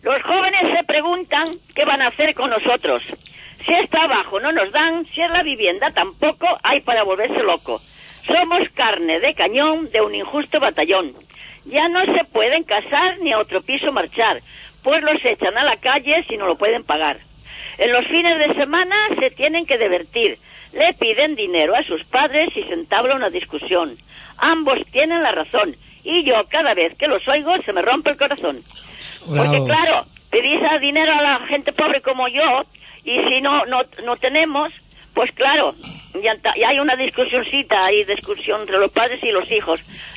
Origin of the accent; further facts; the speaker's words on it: Galicia, Spain; also born or lived in Cuba; yo nací en Cuba, hija de padre gallego y madre de León, y me llevaron a Galicia con 5 años.